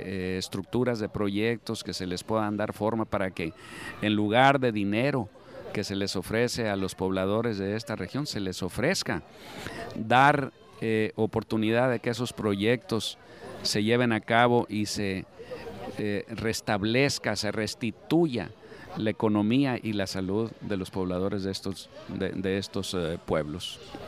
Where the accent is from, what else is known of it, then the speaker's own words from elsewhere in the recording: Sonora, Mexico; como mexicanos, como sonorenses, nos decepciona